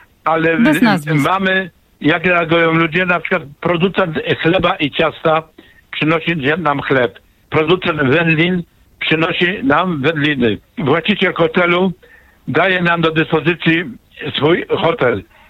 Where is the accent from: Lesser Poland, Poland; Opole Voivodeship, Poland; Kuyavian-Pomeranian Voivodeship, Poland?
Lesser Poland, Poland; Kraków; bo ja jestem z Krakowa